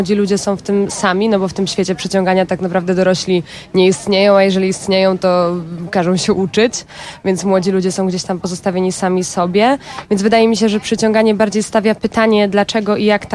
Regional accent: Warsaw, Masovian Voivodeship, Poland; Jeszcze w związku z tym, że ja jestem z Warszawy

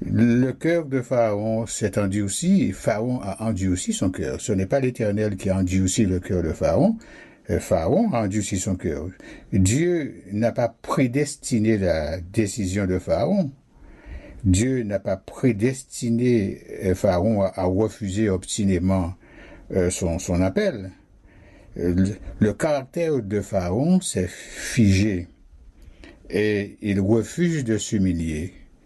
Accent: Guadeloupe; Vous le savez bien, chez nous, en Guadeloupe, lorsque il n'y a pas d'eau

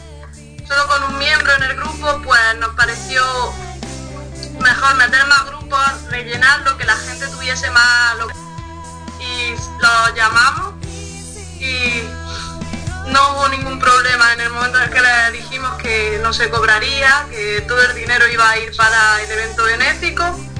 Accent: Motril, Andalusia, Spain; Pues son dos bandas de Motril, o sea, de mi pueblo, porque eres de Salobreña, pero yo soy motrileña.

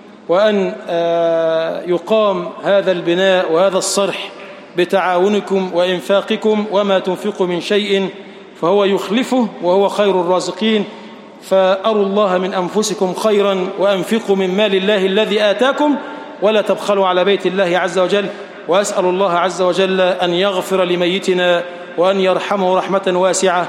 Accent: Egypt; اللهم اجعل بلدنا مصر بلدًا آمنًا

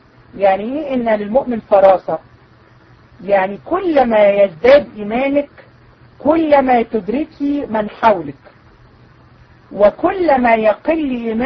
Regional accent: Egypt; اللي منتشرة عندنا في مصر والعياذ بالله

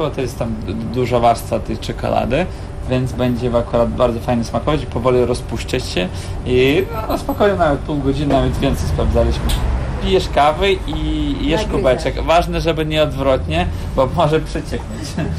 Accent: Kyiv, Ukraine; Polish is a second language; moved away as an adult; now in Poland; Pochodzimy z Ukrainy, przyjechaliśmy z Kijowa.

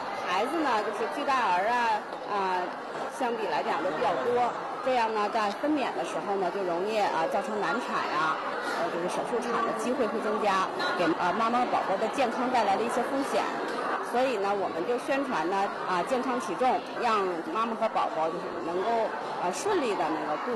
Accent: China; 也就是说我们中国人作为亚洲人了，其实8斤就已经很大了

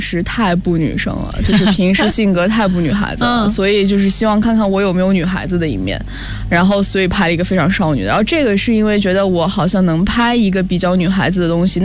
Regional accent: Shanxi, China; 因为我本身是山西人，祖籍是山西太原

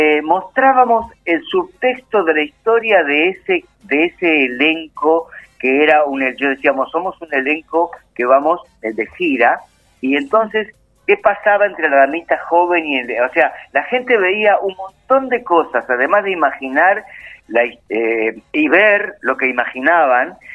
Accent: Luján, Buenos Aires Province, Argentina; En Luján. Yo hace unos cuantos años, que es mi pueblo, mi pueblo, Luján, Carlos Ken, mi Macondo

